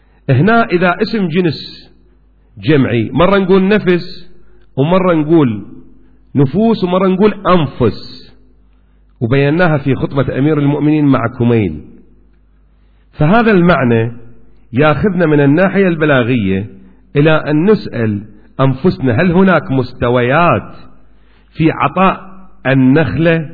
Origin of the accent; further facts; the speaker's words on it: Kuwait; وإلى الآن أكو عرف موجود عندنا في الكويت